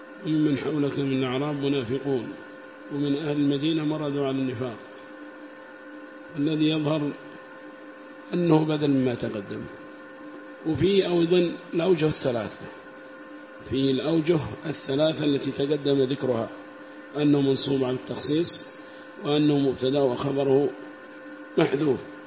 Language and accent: Arabic; Yemen; وأما عندنا في اليمن ربما صلوا تقية